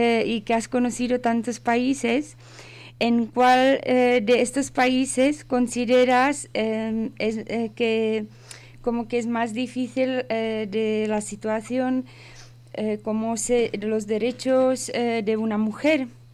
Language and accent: Spanish; Prague, Czechia; now in Spain; Yo soy de República Checa, de Praga.